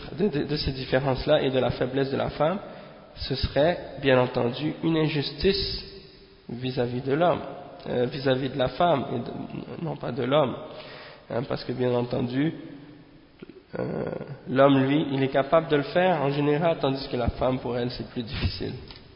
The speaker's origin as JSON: {"language": "French", "town": "Montreal", "region": "Quebec", "country": "Canada", "tie": "born or raised there", "said": "dans un quartier à Montréal, c'est-à-dire à Montréal-Nord, hein. Et bien entendu, c'est là que j'ai grandi, à Montréal-Nord"}